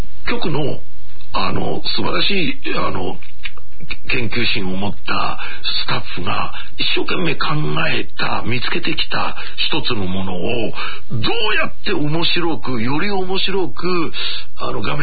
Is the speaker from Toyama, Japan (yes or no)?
yes; Toyama, Japan; born there; 地道にコツコツ、やるという県民性でいうと、僕はやっぱり、富山に生まれてよかったな。